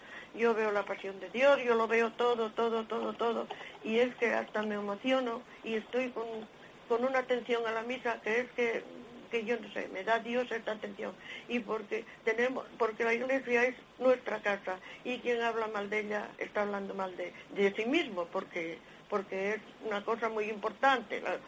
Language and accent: Spanish; Asturias, Spain; de Asturias.